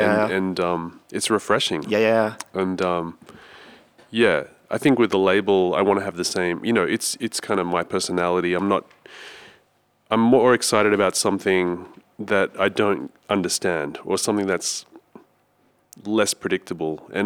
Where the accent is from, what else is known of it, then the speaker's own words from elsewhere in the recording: Sydney, New South Wales, Australia; And I'm from Sydney originally